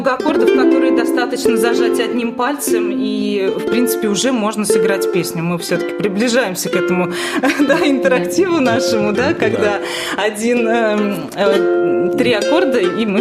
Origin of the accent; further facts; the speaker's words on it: Privolzhsk, Ivanovo Oblast, Russia; born there; я родилась в Приволжске, и других как бы особых форм развития, так скажем, не было